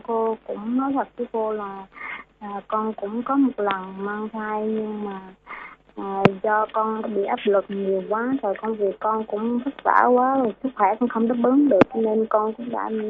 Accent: Bình Thuận, Vietnam; Quê con ở Bình Thuận cô.

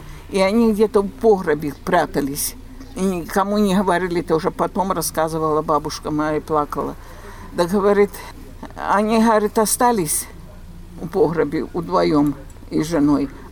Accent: Belarus; Я же белоруска, ну я вот, я, как я разговариваю? Я не по-русски, не по-белорусски так.

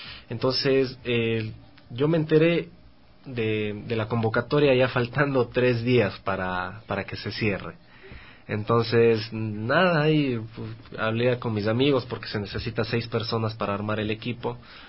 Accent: Cuenca, Azuay, Ecuador; also born or lived in Quito; now in Guayaquil, Ecuador; Soy de Cuenca, viví un tiempo en Quito, ahora estoy estudiando en Guayaquil. Voy a cumplir 30 años

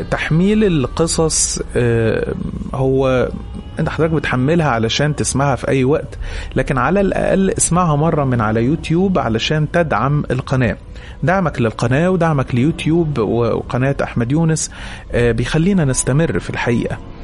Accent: Aswan, Aswan Governorate, Egypt; now in Cairo, Egypt; أنا من أسوان ولكني عايش مع أهلي في القاهرة.

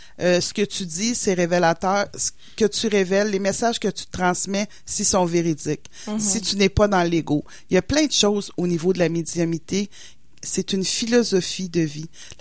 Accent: Matane, Quebec, Canada; je viens de Matane, en bas, dans le Bas-Saint-Laurent, proche de l'entrée de la Gaspésie, comme on dit.

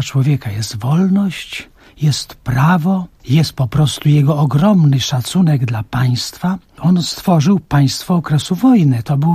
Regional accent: Maciejowice, Masovian Voivodeship, Poland; To się bierze z tego, że ja pochodzę w ogóle z Maciejowic.

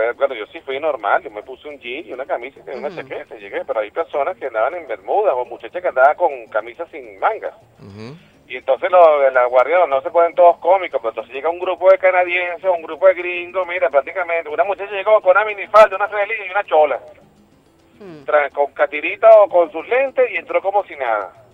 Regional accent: Venezuela; lo digo como venezolano y como revolucionario

